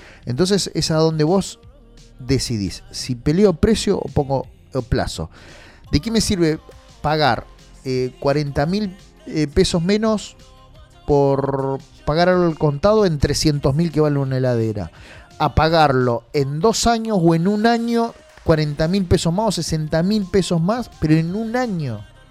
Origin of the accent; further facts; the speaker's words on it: Argentina; Lo bueno que nosotros somos resilientes y la verdad que somos bastante, como argentinos digo, ¿no?